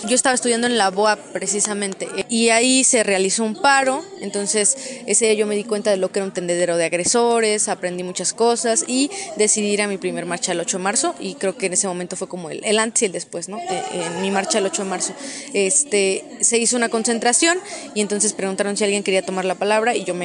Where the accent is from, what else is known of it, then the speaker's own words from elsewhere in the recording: Tlaxco, Tlaxcala, Mexico; Yo soy de Tlaxco, Tlaxcala.